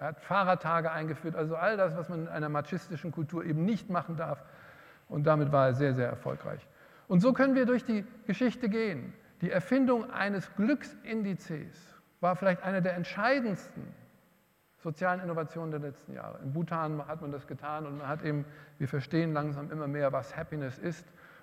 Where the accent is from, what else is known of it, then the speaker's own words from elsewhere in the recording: Hesse, Germany; mein Heimatland Hessen auch